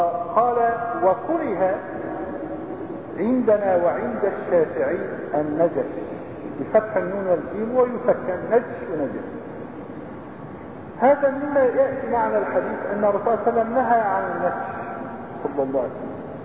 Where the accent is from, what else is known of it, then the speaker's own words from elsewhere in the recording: Aleppo, Aleppo Governorate, Syria; هلا عندنا بحلب